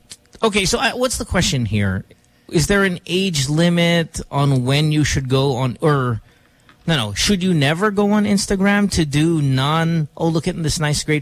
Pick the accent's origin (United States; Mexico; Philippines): Philippines; Central Luzon; I grew up in the 90s. I grew up in the 2000s. You know, one more 90s than anything. And growing up in Bulacan, where I was